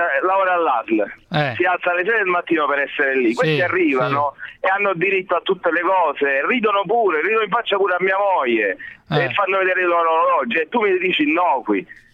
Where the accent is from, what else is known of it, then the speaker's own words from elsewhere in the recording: Sicily, Italy; born there; sono siciliano di nascita, quindi.